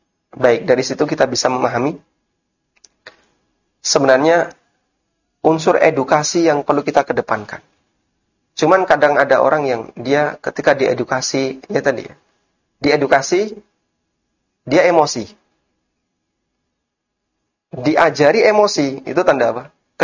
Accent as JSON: {"language": "Indonesian", "town": "Lamongan", "region": "East Java", "country": "Indonesia", "tie": "born there", "said": "Ada di daerah Lamongan, Jawa Timur."}